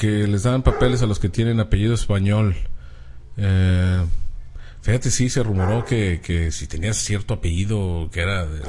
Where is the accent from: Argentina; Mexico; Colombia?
Mexico; Toluca, State of Mexico; now in Chicago, United States; soy de Toluca y vivimos en Chicago.